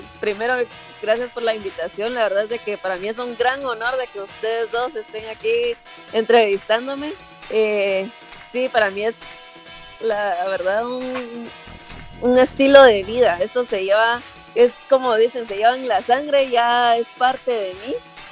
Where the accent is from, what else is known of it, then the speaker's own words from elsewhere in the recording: Guatemala City, Guatemala Department, Guatemala; Soy de Guatemala, vivo en Guatemala y crecí en Guatemala, en la ciudad.